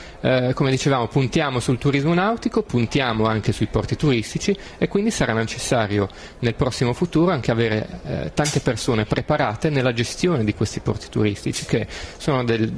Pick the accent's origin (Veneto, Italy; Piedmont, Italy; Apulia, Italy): Piedmont, Italy; Turin; now in Genoa, Italy; Io sono torinese e mi sono trasferito qua a Genova